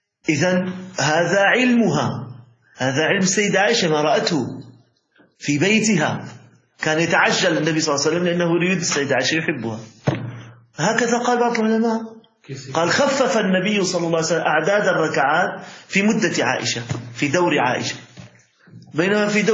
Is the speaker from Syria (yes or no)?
yes; Syria; كان عندنا في الشام موجود يعني بعض المساجد يختم ختمتين وثلاث ختم